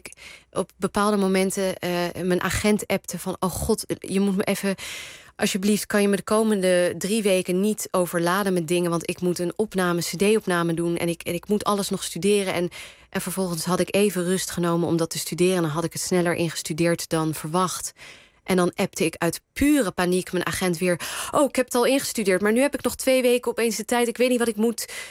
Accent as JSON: {"language": "Dutch", "country": "Netherlands", "tie": "born or raised there", "said": "Ik ben met familie om me heen, Iraans familie in Nederland, opgegroeid."}